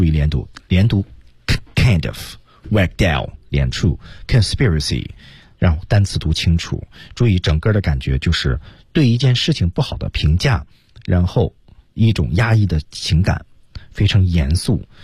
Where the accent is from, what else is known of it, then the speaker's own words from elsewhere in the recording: China; 我们中国人讲中文英文呢，其实在气的问题上是我们的一个硬伤